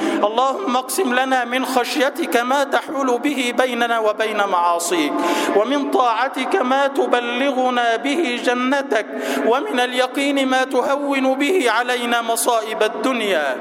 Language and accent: Arabic; Egypt; اللهم اجعل بلدنا مصر سلما سلاما، أمنا أمانا، سخاء رخاء